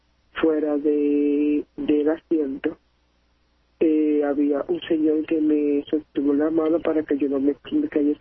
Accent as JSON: {"language": "Spanish", "town": "Carolina", "country": "Puerto Rico", "said": "Yo soy del pueblo de Carolina."}